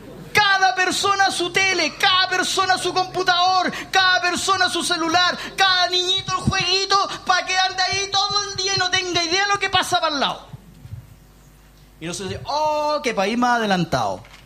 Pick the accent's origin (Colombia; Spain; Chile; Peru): Chile; nos enorgullecemos como chilenos de ser así.